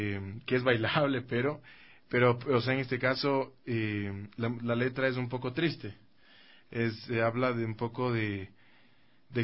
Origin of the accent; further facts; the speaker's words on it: Ecuador; Y el folclore andino pues es uno de los géneros que más nos representa como ecuatorianos.